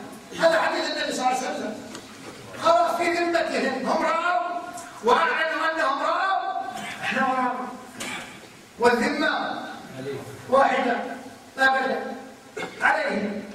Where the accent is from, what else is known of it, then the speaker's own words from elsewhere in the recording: Kuwait; احنا عندنا في الكويت لا يروح عند البحر